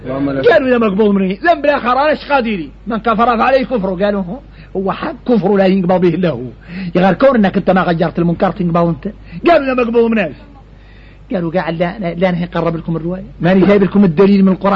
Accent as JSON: {"language": "Arabic", "country": "Mauritania", "said": "احنا موريتاني"}